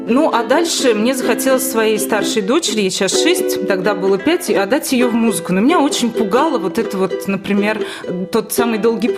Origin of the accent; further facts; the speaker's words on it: Privolzhsk, Ivanovo Oblast, Russia; born there; я родилась в Приволжске, и других как бы особых форм развития, так скажем, не было